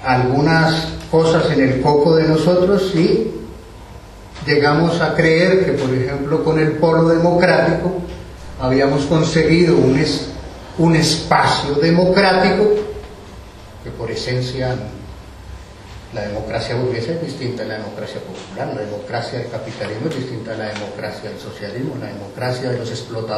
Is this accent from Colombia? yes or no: yes; Colombia; Y si a nosotros como colombianos nos preguntan que si queremos democracia, paz, derechos humanos